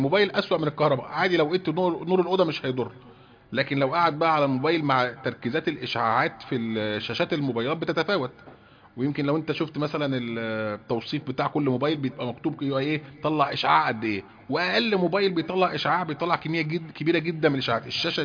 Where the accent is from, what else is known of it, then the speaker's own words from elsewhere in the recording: Egypt; هو دوت برضه منتشر جدا عندنا في مصر